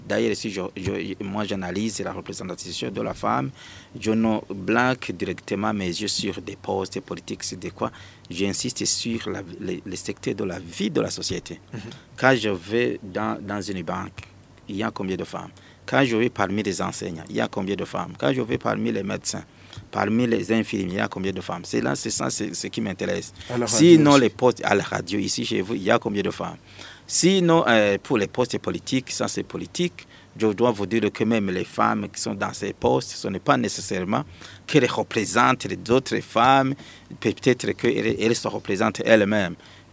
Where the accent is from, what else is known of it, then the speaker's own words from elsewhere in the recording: Burundi; Mais ici, chez nous, au Burundi